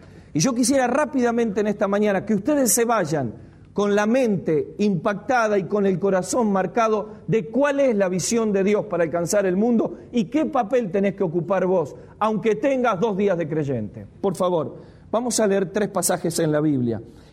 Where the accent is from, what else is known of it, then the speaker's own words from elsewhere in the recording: Argentina; qué progresismo, qué progre que somos los argentinos